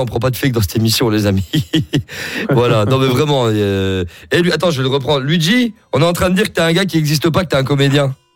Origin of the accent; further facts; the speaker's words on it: Arlon, Wallonia, Belgium; Moi je suis d'Arlon. Bah je sais pas si Arlon il y a une équipe, hein.